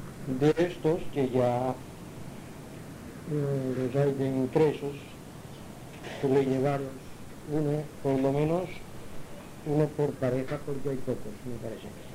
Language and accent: Spanish; Palma, Balearic Islands, Spain; also born or lived in Inca; Yo nací en Inca, Mallorca, fui bautizado en la Iglesia Católica, después me bajaron mis padres a Palma, fuimos a vivir en la Plaza de la Paja, cerca de la Calatrava.